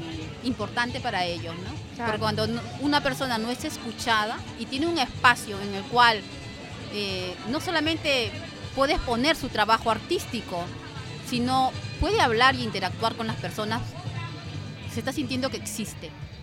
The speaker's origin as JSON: {"language": "Spanish", "country": "Peru", "said": "soy peruana"}